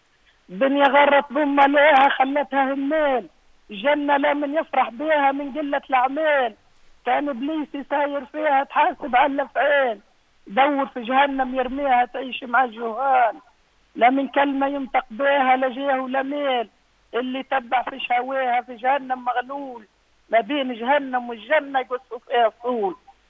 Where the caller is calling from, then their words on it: Fatnassa, Kebili Governorate, Tunisia; من فطناسة